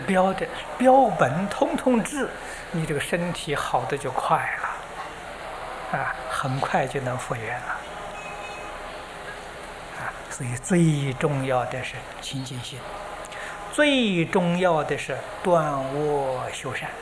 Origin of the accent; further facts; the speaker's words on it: China; 就是我们中国人讲的这个福底下那个德去掉